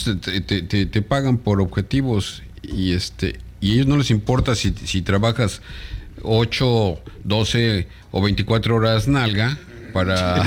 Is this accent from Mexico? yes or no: yes; Mexico; Hay veces que sí, como buen mexicano, digo, ay, mañana veo cómo le hago, ¿no?